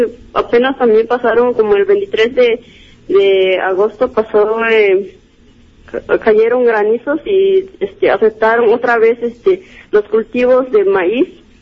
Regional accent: San Marcos, Guerrero, Mexico; soy estudiante de la Universidad Pedagógica Nacional, soy originaria de la comunidad de San Marcos, municipio de Metlatón, ejido de Citlaltepec.

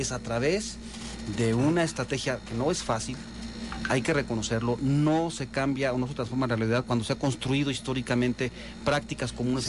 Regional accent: Michoacán, Mexico; somos michoacanos, queremos a Morelia, queremos a Michoacán, aquí nos vamos a quedar

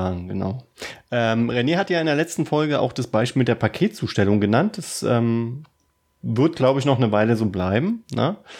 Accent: Berlin, Germany; Wir kommen ja aus Berlin. Wir wohnen in Berlin. Wir leben in Berlin.

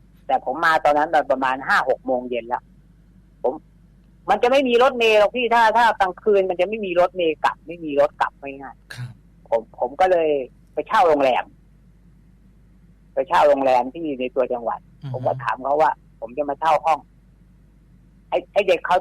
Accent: Saraburi, Thailand; ผมก็ต้องผ่านตัวจังหวัดสระบุรีบ้านผม

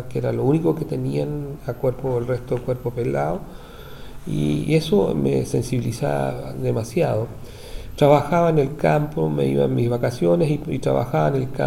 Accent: Purén, Araucanía, Chile; born there; now in Valdivia, Chile; yo soy un poco lejano de aquí de Valdivia. Yo nací en un pueblito que está inserto al pie de la cordillera de Nahuelbuta. Su nombre es Purén. Mi madre, Teresa, mi padre, Fernando.

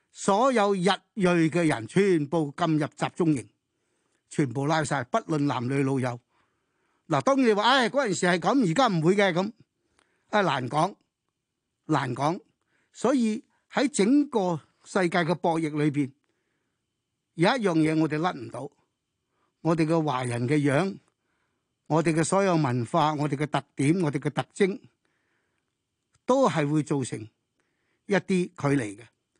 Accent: China; 我哋中国大佢四倍人口，我哋中国人民嘅渴求同美国嘅渴求唔同

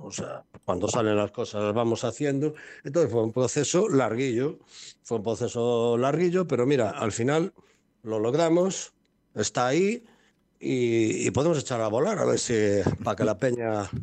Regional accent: Galicia, Spain; porque todos los músicos de la banda somos gallegos

